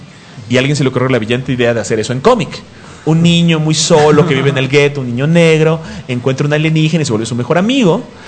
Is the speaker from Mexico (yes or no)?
yes; Mexico; como somos mexicanos, siempre nos colamos a la fila.